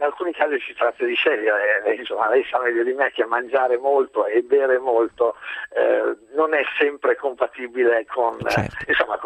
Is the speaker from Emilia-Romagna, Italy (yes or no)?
yes; Emilia-Romagna, Italy; io sono emiliano